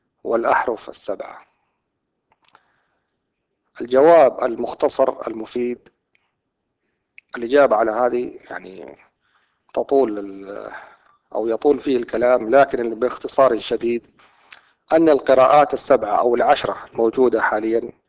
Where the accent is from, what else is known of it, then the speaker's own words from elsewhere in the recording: Saudi Arabia; عندنا في المملكة العربية السعودية ودول شرق آسيا ومصر والعراق